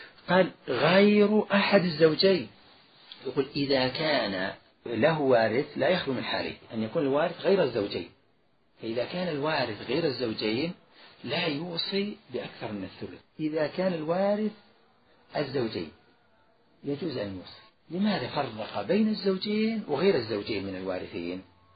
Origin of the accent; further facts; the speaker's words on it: Najd, Saudi Arabia; لذلك سبقا ذكرت ما يوجد عندنا في نجد